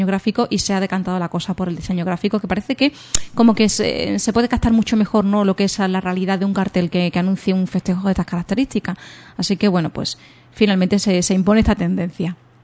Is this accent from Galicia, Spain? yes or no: no; Ubrique, Andalusia, Spain; Claro, si somos de Ubrique ya vemos sí que esos elementos identificativos, ¿no?